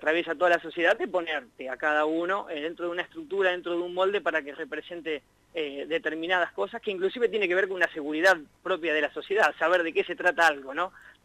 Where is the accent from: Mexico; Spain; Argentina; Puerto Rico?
Argentina; Arata, La Pampa; con un proyecto radiofónico que teníamos ahí en Arata, en mi pueblo, hace ya año 93, más o menos, te estoy hablando.